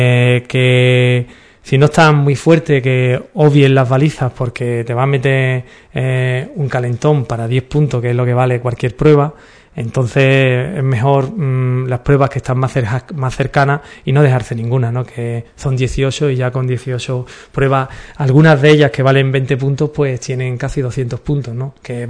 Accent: Ubrique, Andalusia, Spain; nosotros somos de Ubrique y queremos que la gente venga a conocer a nuestro pueblo.

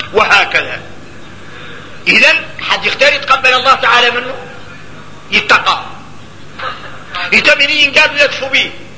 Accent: Mauritania; احنا موريتاني ملاني من الاولياء

